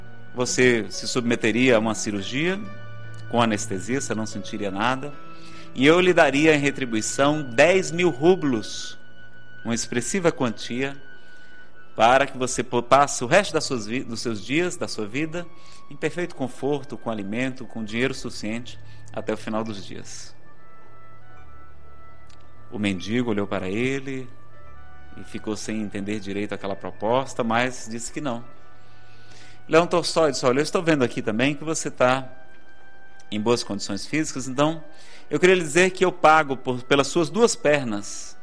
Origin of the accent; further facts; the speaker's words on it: Ceará, Brazil; Eu que sou do Ceará, então, vai ser difícil ficar bonito, não é?